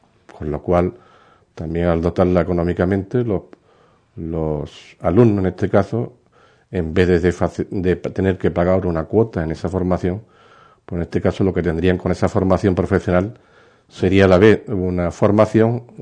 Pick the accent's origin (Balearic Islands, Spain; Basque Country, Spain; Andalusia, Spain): Andalusia, Spain; Ubrique; Me he quedado como un ubriqueño más y ahora, pues sin duda, ilusionado por trabajar por mi pueblo y hacerlo lo mejor posible.